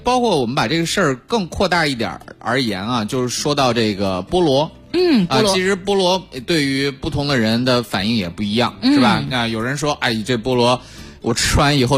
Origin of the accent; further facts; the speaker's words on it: China; 因为我们中国人其实对这个植物性的食物其实一直以来抗性都还挺强的是吧